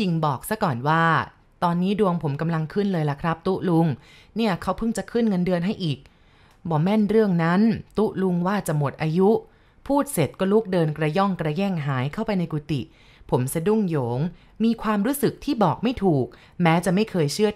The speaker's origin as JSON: {"language": "Thai", "town": "San Sai", "region": "Chiang Mai", "country": "Thailand", "tie": "born or raised there", "said": "บ้านเกิดของผมอยู่ที่อำเภอสันทรายจังหวัดเชียงใหม่พอเรียนหนังสือจบผมก็มาหางานทำที่เชียงใหม่"}